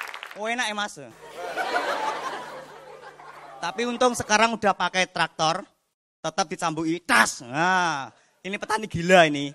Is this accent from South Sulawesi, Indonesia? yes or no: no; Madiun, East Java, Indonesia; Perkenalkan … dan saya dari Madiun. Dan saya ini anaknya petani teman-teman.